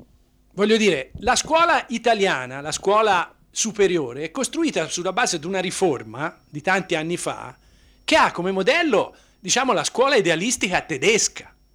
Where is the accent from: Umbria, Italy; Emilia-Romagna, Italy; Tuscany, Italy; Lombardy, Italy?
Tuscany, Italy; io vengo dalla Toscana, si può trovare differenze tra paese e paese